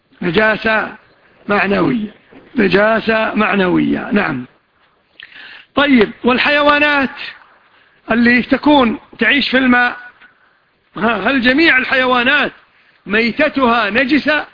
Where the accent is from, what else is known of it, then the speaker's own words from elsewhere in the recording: Kuwait; وشاف الباص كويتي وحنا كلنا كويتيين